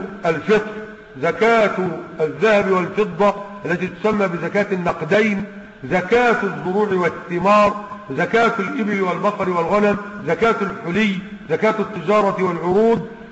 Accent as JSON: {"language": "Arabic", "country": "Egypt", "said": "واحنا عندنا في مصر هنا تقريبا 160 جنيه"}